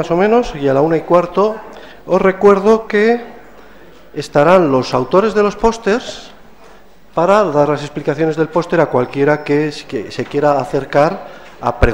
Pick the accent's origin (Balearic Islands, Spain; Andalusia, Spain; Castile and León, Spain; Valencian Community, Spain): Andalusia, Spain; Seville; born there; que nací en Sevilla en el 58